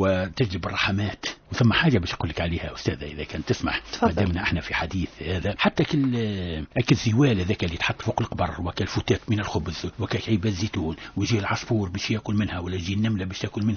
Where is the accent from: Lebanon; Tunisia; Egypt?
Tunisia; معروف عندنا في تونس الحمام العربي وكذا